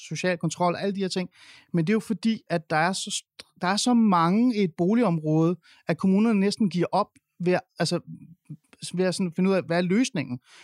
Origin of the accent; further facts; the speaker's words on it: Capital Region of Denmark, Denmark; jeg bor ikke i København. Jeg bor i Jylland. Jeg er vokset op i Nordsjælland. Jeg er vokset op i det borgerlige Danmark. Det er meget, meget, meget blå Danmark.